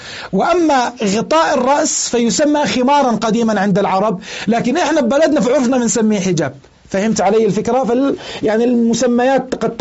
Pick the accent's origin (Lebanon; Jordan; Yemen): Jordan; إذا كان أكثر من قطعة عندنا في الأردن